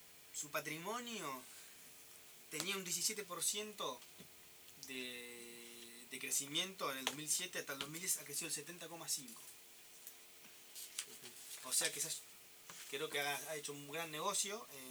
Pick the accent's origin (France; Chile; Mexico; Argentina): Argentina; Pero somos re jodidos, Argentina.